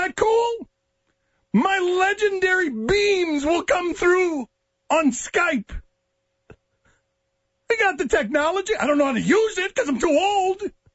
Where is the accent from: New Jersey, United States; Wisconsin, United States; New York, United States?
New York, United States; I'm from New York.